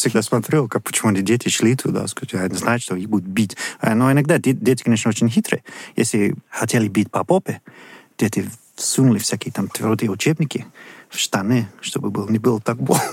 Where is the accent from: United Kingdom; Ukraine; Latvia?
United Kingdom; Bristol, South West England; мне очень нравится там одно место в Бристоле, мой родной город, называется Cabot Tower.